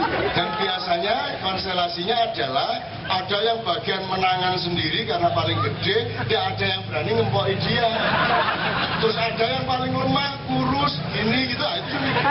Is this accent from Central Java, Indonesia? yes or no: yes; Surakarta, Central Java, Indonesia; Lho saya bukan orang Madura saya. Saya orang Solo.